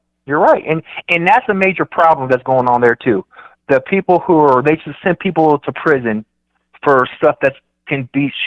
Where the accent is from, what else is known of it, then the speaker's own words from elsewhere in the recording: Dayton, Ohio, United States; Cause I'm from Dayton, Ohio. So Ohio was bad, but the max, our max prison was in Chillicothe.